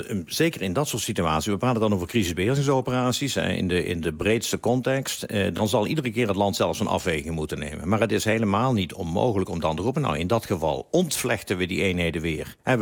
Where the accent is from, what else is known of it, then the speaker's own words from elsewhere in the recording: Netherlands; Dat wij misschien als Nederlander iets meer naar voren hangen.